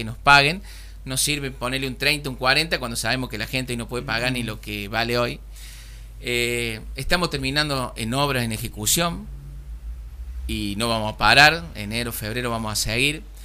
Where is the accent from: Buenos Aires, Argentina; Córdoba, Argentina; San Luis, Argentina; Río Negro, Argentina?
Córdoba, Argentina; Saldán; No, porque no va con nuestra enseñanza, con nuestra crianza. Nosotros Somos de Saldán, somos humildes, pero también somos hone